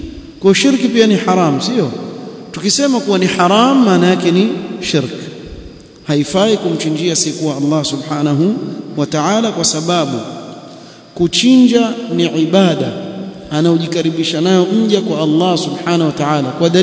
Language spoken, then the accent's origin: Swahili; Mombasa, Mombasa County, Kenya; kuna bwana mmoja kule kwetu kule Mombasa